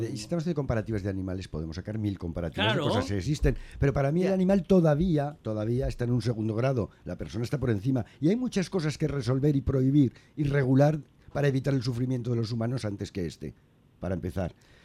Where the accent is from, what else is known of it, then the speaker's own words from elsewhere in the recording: Spain; Yo soy muy español y puedo convivir con 3 banderas